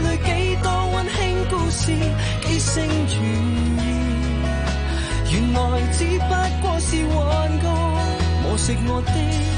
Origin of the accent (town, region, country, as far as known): Hong Kong